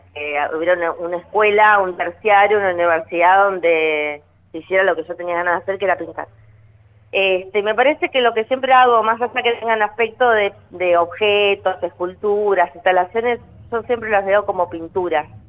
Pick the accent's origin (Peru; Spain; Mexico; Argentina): Argentina; Punta Alta, Buenos Aires Province; soy de una ciudad que es cercana a Bahía Blanca, está más Punta Alta, y así que bueno, viví ahí.